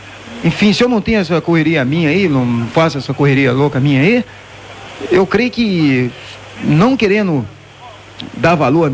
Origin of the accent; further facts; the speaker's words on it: Brazil; mas como eu sou brasileiro, eu tinha que torcer